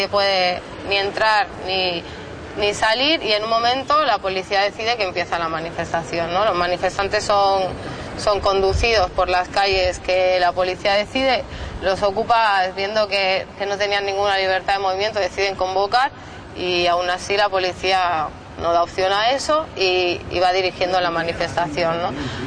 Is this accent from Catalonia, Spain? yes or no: yes; L'Hospitalet de Llobregat, Catalonia, Spain; de Hospitalet, que es una ciudad tocando con Barcelona.